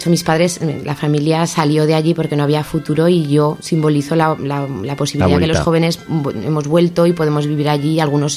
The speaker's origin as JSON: {"language": "Spanish", "region": "Aragon", "country": "Spain", "tie": "born or raised there", "said": "viendo el mapa, pues desde Huesca, camino Pamplona por la 132, pues de repente llegas a una zona que es mi pueblo, y lo voy a vender como lo vendemos los de ahí, es espectacular"}